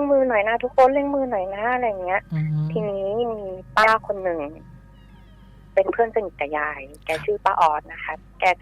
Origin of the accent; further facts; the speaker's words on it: Bangkok, Thailand; เกิดขึ้นที่กรุงเทพนะคะบ้านอยู่ที่กรุงเทพแถวลาดพร้าว